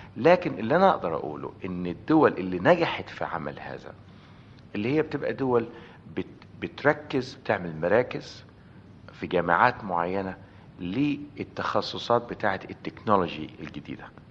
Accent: Egypt; لان انا مصري طبعا

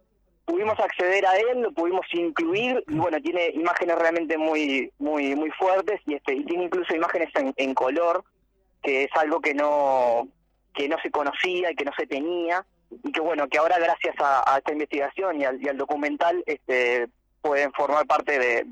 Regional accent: Uruguay; Y estamos hablando de una realidad que nos trasciende mucho más que como uruguayo.

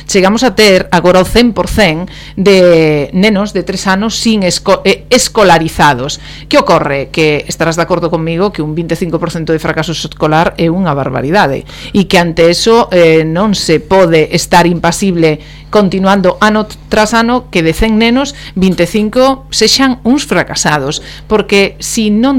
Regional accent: Galicia, Spain; son galego falante, os meus fillos educados do mesmo xeito, un fala todo galego e outro fala castelán

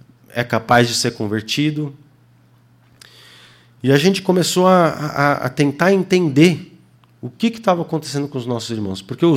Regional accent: Senegal; moved away; Eu cresci no Senegal. Morei lá 12 anos. E a vida no Senegal era muito diferente. Meus pais moraram muito tempo na aldeia. É uma realidade completamente diferente. E eu cresci no meio do mato.

